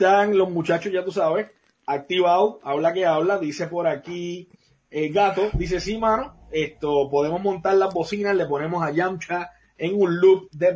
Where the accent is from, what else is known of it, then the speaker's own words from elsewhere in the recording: Puerto Rico; específicamente a nosotros que somos puertorriqueños